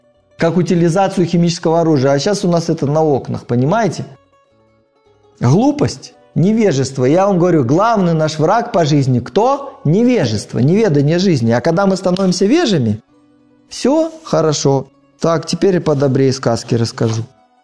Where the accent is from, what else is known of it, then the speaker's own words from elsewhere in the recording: Gomel, Gomel Region, Belarus; born there; Вот я родился в Белоруссии, и рядом с тем городом, где я родился, Гомелем